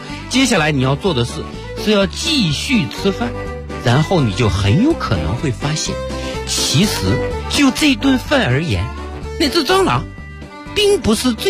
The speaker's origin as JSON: {"language": "Chinese", "country": "China"}